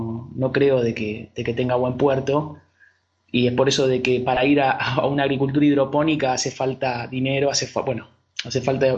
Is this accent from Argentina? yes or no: yes; Lanús, Buenos Aires Province, Argentina; soy de Lanús